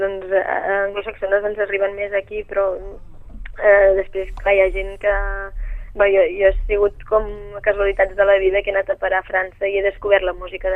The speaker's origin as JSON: {"language": "Catalan", "town": "Sant Sadurní d'Anoia", "region": "Catalonia", "country": "Spain", "said": "Soc de Sant Sadurní, però l'únic que sovint diem que som de l'Alt Penedès, perquè del grup de 5 persones que som hi ha 3 que viuen a Vilafranca i 2 que vivim a Sant Sadurní."}